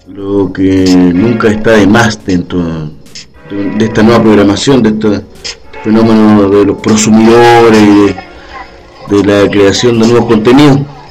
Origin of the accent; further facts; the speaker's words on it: Santiago, Santiago Metropolitan Region, Chile; de Norte, desde acá, de Santiago de Chile